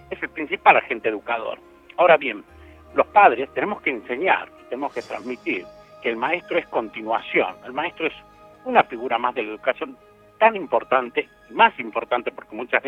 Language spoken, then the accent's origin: Spanish; Argentina; now in Spain; De Argentina.